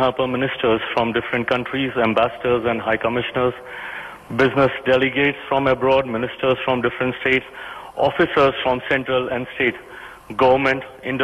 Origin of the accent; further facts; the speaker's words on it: Bihar, India; और मैं बिहारी हूं, इसलिए मुझे ज्यादा गर्व होता है जब मखाना, जिसका सबसे ज्यादा उत्पादन मेरे राज्य से होता है